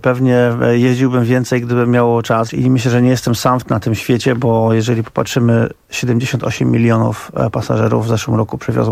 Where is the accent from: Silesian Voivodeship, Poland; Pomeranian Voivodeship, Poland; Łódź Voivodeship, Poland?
Silesian Voivodeship, Poland; Ja pochodzę ze Śląska, gdzie przewozy węgla były dosyć dużym przedsięwzięciem, biorąc pod uwagę liczbę kopalń, które tam się znajdują.